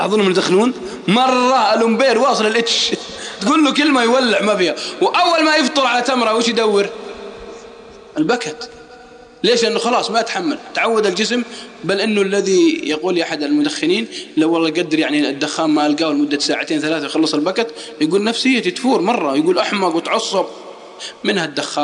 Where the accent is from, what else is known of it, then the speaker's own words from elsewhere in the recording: Al-Qassim, Saudi Arabia; والله أني أعرف ناس عندنا في القصيم شباب في سن الزهور